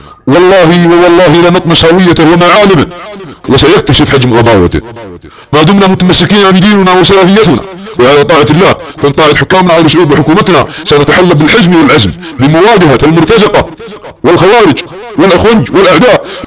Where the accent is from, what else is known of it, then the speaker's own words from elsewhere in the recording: Saudi Arabia; يحارب بلادنا السعودية